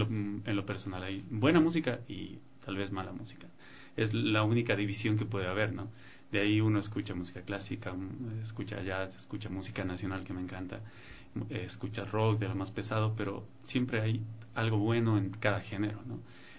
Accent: Cuenca, Azuay, Ecuador; Mis papás tienen en Cuenca, yo soy de Cuenca, y mando un saludo a toda la gente de Cuenca.

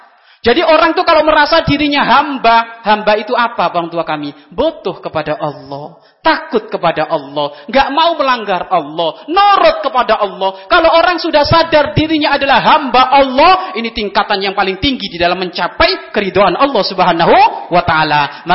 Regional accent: Buyut, Indonesia; saya dari Buyut enggak jauh ke sini.

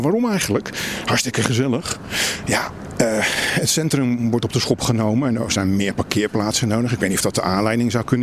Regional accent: Barendrecht, South Holland, Netherlands; want ik kom uit Barendrecht

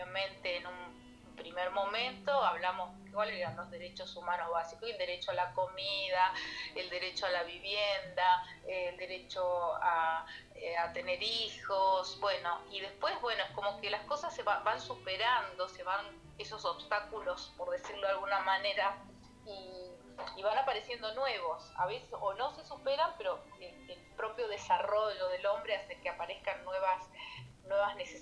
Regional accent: Posadas, Misiones, Argentina; Sí, yo soy de Posadas, que es la capital de Misiones.

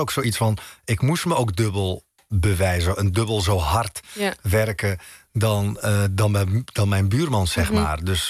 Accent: Netherlands; born there; In Marokko voel ik me thuis. Maar hier in Nederland, waar ik geboren ben, voel ik me natuurlijk ook thuis.

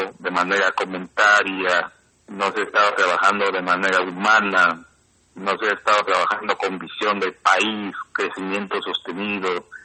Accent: Peru; como peruanos y también como pueblos indígenas

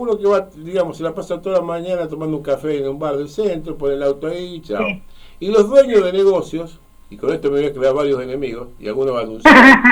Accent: Santa Fe, Argentina; yo soy santafesino de origen. Pero estoy desilusionado con Santa Fe.

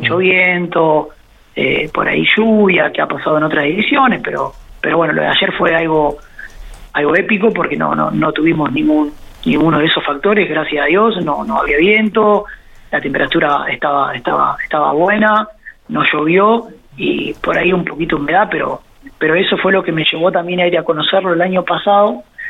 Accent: Buenos Aires Province, Argentina; now in Rosario, Argentina; yo no soy de Rosario, hace 16 años que vivo acá, pero soy de Bedia, provincia de Buenos Aires, un bonito cerca de Junín

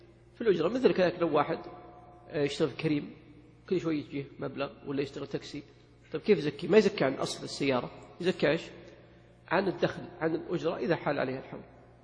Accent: Saudi Arabia; ولكن لو طبقها في الواقع عندنا في السعودية

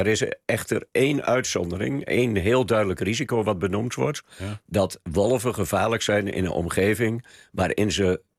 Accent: Harderwijk, Gelderland, Netherlands; Ook de grootste partij in Harderwijk, waar ik vandaan kom.

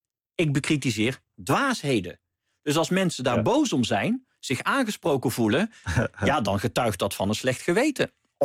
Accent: North Brabant, Netherlands; Of wat bij ons in Brabant in het dorp... tonpraten of buutreden, wat je met carnaval doet.

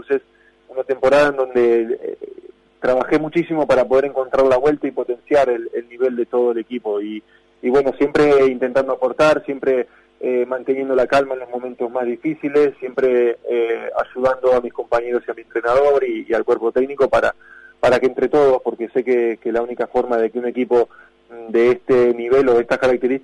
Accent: Argentina; nos gusta verlo y somos argentinos, es realmente admirable

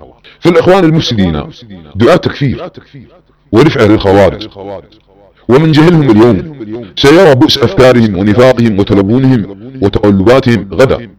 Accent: Saudi Arabia

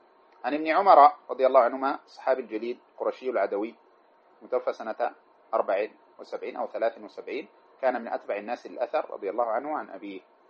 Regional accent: Sudan; الذي يقرأ عندنا في السودان بروايته

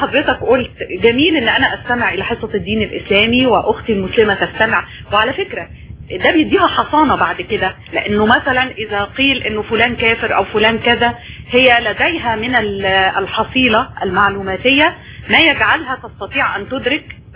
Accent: Egypt; وأنا مواطنة مصرية

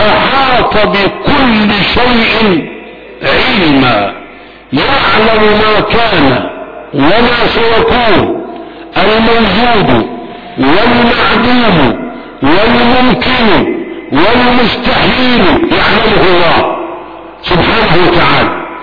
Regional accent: Egypt; نحن أبناء مصر

